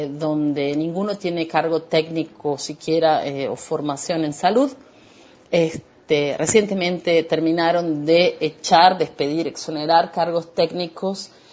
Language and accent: Spanish; Argentina; now in Barueri, Brazil; soy argentina, soy doula. Actualmente como secretaria de una clínica, trabajo en casa. Vivo en Barueri